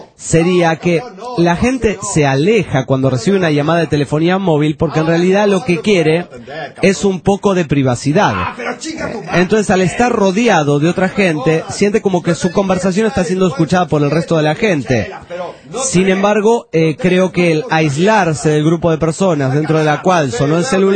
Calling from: Atlanta, Georgia, United States; Brothers, ¿cómo han estado? … de Atlanta, Georgia.

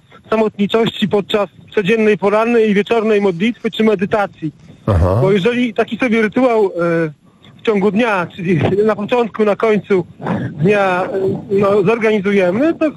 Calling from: Gdańsk, Pomeranian Voivodeship, Poland; Ja jestem z Gdańska. Właśnie mam widok na Żuławy, bo jadę na rowerze, jechałem i chciałem przystanąć.

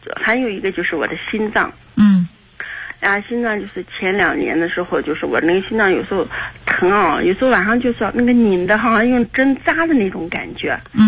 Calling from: Jiuquan, Gansu, China; 我是甘肃酒泉的。

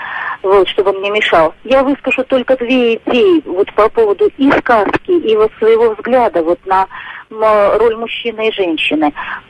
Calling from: Saratov, Saratov Oblast, Russia; Я звоню вам из Саратова.

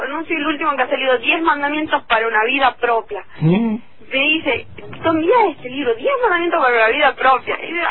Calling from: Tucumán, Argentina; de Tucumán.

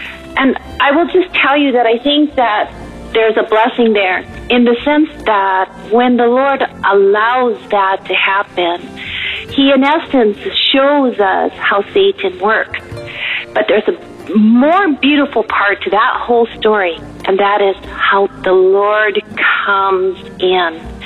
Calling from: Germany; from Germany, but I will be praying for you

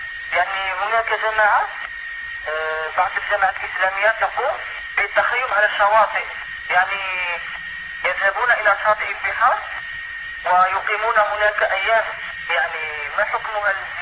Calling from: Algeria; يعني أنا أضرب الهاتف من الجزائر.

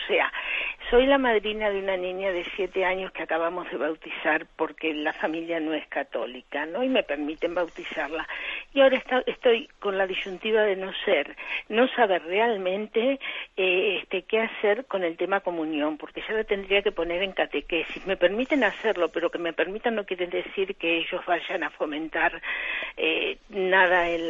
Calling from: Salamanca, Castile and León, Spain; de Salamanca

